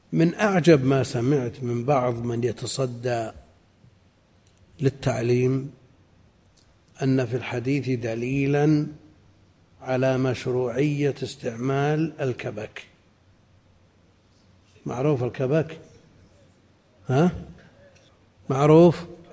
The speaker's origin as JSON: {"language": "Arabic", "region": "Najd", "country": "Saudi Arabia", "said": "عندنا في نجد"}